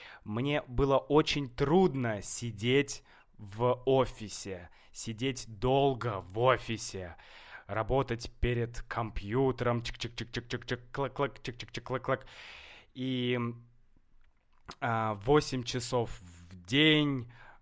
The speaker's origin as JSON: {"language": "Russian", "region": "Saint Petersburg", "country": "Russia", "said": "в Санкт-Петербург, да, я из Санкт-Петербурга, мой город Санкт-Петербург"}